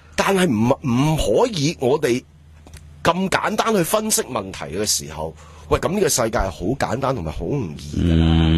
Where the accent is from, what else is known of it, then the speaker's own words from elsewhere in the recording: Hong Kong; 屌我哋香港人唔系咁